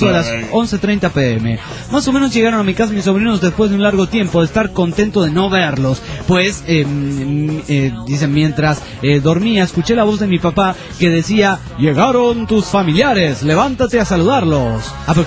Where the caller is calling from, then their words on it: San Luis, Argentina; de San Luis, Argentina. Los escucho por FM Hendrix, la 103.9.